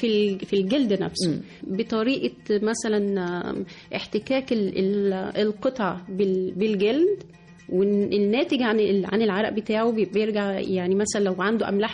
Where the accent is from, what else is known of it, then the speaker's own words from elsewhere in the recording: Egypt; هو احنا بيوتنا كلنا كمصريين هتلاقي عندنا النحاس موجود بشكل أساسي